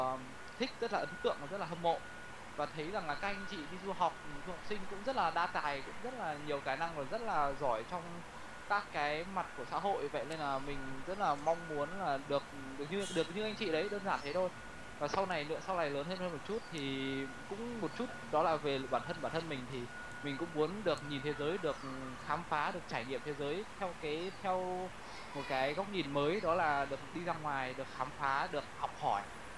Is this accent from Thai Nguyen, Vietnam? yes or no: yes; Thai Nguyen, Vietnam; thì bởi vì là em là người Thái Nguyên, mà ở Thái Nguyên trước cái đây 56 năm thì rất là ít các trung tâm tư vấn du học